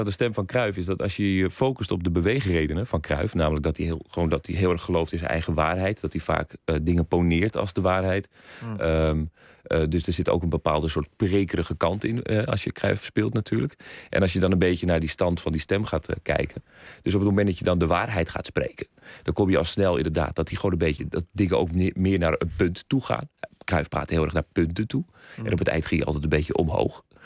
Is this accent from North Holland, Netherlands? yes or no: yes; Amsterdam, North Holland, Netherlands; Ik kom zelf uit Amsterdam, dus dat Amsterdamse zat er wel in, zeg maar al.